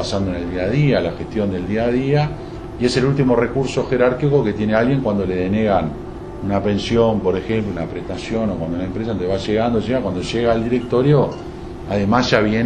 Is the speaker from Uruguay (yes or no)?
yes; Uruguay; cómo es nuestro país o cómo somos los uruguayos